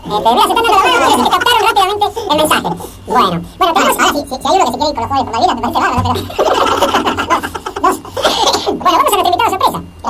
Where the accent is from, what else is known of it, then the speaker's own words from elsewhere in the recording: Argentina; como ciudadano argentino, le agradezco el sitio